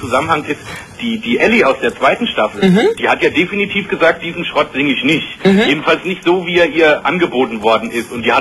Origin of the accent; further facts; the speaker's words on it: East Germany, Germany; ich bin Ossi. Ja, aber ich habe selbst in der DDR so viel Englisch lernen dürfen